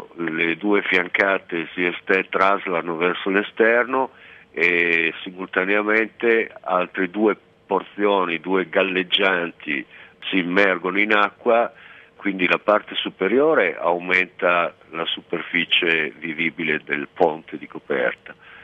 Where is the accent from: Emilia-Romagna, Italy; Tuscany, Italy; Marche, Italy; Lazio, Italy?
Emilia-Romagna, Italy; Ravenna; io sono originario di Ravenna